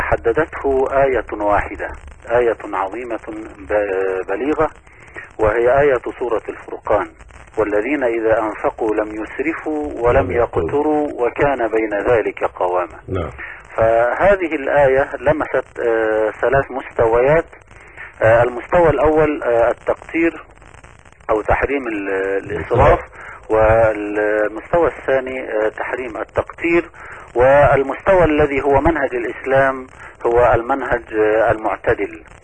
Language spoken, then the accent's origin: Arabic; Egypt; ونحن نعلم أن بلدنا مصر العزيزة يعني تمر بمراحل وتحديات كثيرة